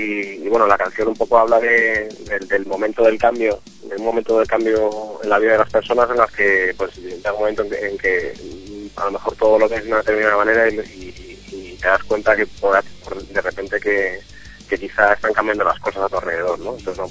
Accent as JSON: {"language": "Spanish", "town": "Madrid", "region": "Community of Madrid", "country": "Spain", "said": "somos todos de Madrid menos nuestro bajista, que es italiano"}